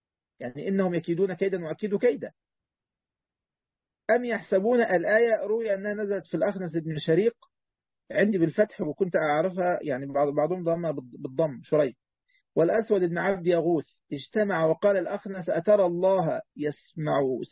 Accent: Egypt

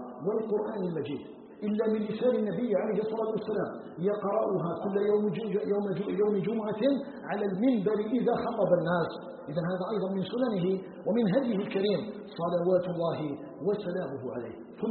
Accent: Algeria

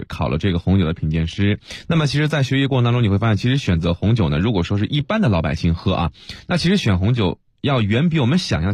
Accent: Beijing, China

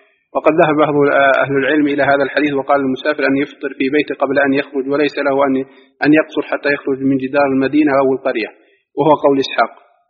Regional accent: Egypt; نحن مقيمين هنا وأهالينا مثلا نعرف بعض الناس الضعاف عندنا في مصر

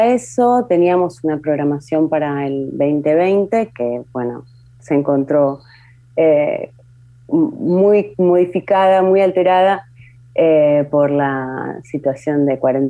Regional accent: Mar del Plata, Buenos Aires Province, Argentina; yo soy de Mar del Plata, como es la sede del Festival Pleamar, pero justo en este momento estoy en Buenos Aires

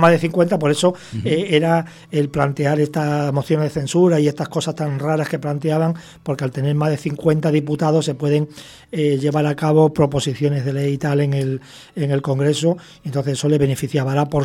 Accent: Extremadura, Spain; Pues yo, que soy extremeño

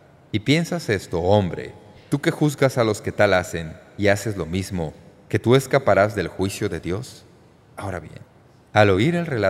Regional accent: United States; Muchos de nosotros que nacimos y crecimos en los Estados Unidos de América, nos criamos en hogares cristianos

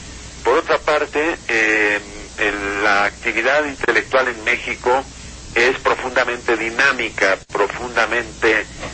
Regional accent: Colombia; lo cual no quiere decir que yo no siga siendo profundamente colombiano

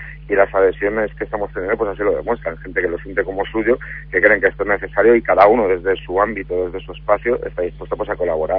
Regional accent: Madrid, Community of Madrid, Spain; piensa que yo soy de Madrid, en Madrid no tenemos mar, por lo tanto nuestra familiaridad con el mundo marítimo pues es nula

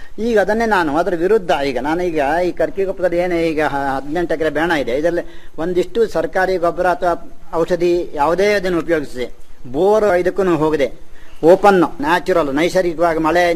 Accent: Yellapur, Karnataka, India; now in Sagar, India; ನಾನು ಮೂಲತಃ ಯಲ್ಲಾಪುರದಿಂದ ಬಂದು ಈಗ ಸಾಗರ ಶಿವಮೊಗ್ಗ ಜಿಲ್ಲೆಯ ನಿವಾಸಿಯಾಗಿ ಇದ್ದೀನಿ.

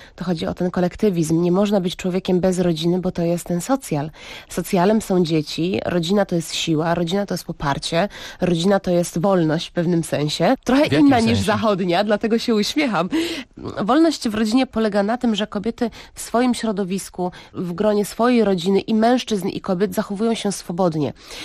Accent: Libya; dorastając w Libii, tam też nie ma kina.

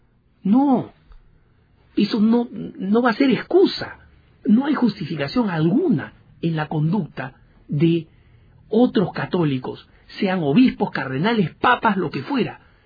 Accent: Argentina; also born or lived in Peru; en mi país natal, el Perú, en mi país de crecimiento también en Argentina

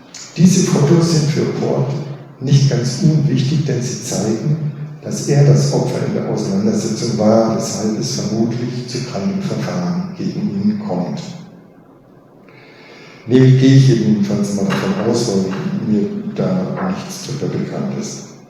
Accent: Alfeld, Lower Saxony, Germany; als ich in meiner Heimatstadt Ahlfeld im Jahre 1961

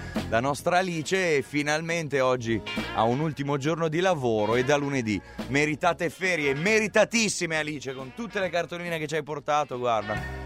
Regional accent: Gallarate, Lombardy, Italy; Insomma, io sono di Gallarate, io vivo a Gallarate.

